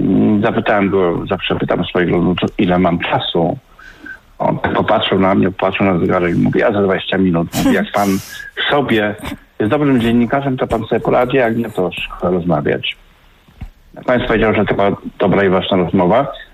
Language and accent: Polish; Dębica, Subcarpathian Voivodeship, Poland; also born or lived in Nowa Ruda; ja urodziłem się na Śląsku, urodziłem się w Nowej Rudzie, koło Kłodzka bodajże, ale niedługo tam mieszkałem, następnie moja mama, która tam pracowała, wróciła do Dębicy. No i tam się w zasadzie wychowałem w porządnej Galicji.